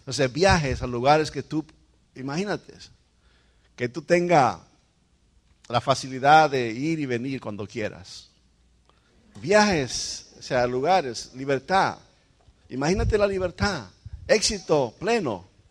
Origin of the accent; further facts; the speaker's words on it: Dominican Republic; Nuestro país, República Dominicana. ¿Sabes lo que vamos a hacer? Vamos a ir donde ella nació y donde yo nací, a llevar a nuestros hijos.